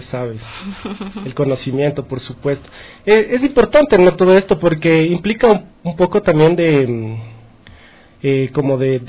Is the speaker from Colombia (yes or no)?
no; Ecuador; toda esa historia que también es parte de nuestra historia, como pueblo, digamos, ecuatoriano